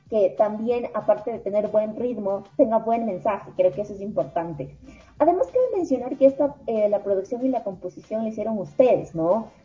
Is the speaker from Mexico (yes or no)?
no; Ecuador; por estar haciendo cosas tan chéveres y tan positivas para nosotros como ecuatorianos